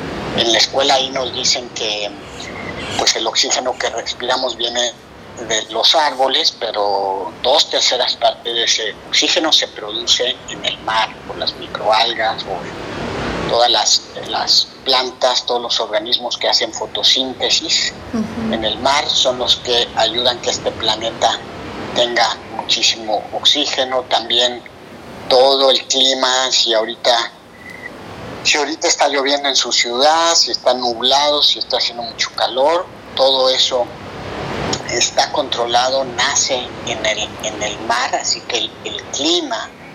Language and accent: Spanish; Mexico City, Mexico; also born or lived in La Paz; now in San Diego, United States; yo soy de la Ciudad de México, nací en la Ciudad de México, luego me fui a estudiar a la península de Baja California, ahí en la ciudad de La Paz, estudié biología marina, pero desde hace 18 años radico acá en California, en San Diego